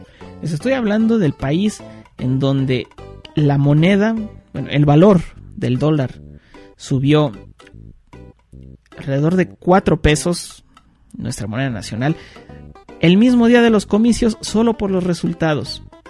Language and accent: Spanish; Mexico; yo como mexicano digo, no nos vayamos tan lejos